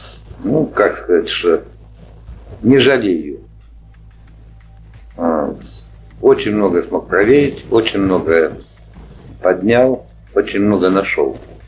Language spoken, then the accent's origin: Russian; Moscow, Russia; also born or lived in Istra; Я, в принципе, москвич. Родился в Истре.